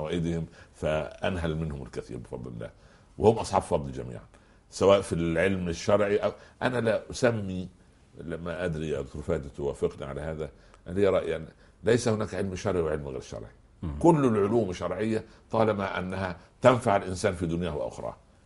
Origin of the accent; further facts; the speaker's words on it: Egypt; كان عندنا في مصر هذا التعبير